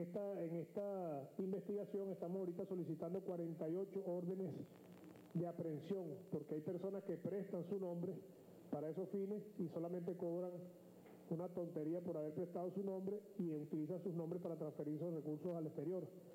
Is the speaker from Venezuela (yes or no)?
yes; Venezuela; los venezolanos.